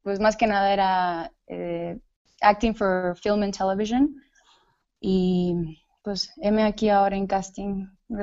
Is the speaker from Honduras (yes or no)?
yes; Honduras; pues soy hondureña, creo que ya sabías eso. Así que si de repente se me sale acento, trata de controlarlo un poco, pero yo en realidad estudié administración de empresas en Honduras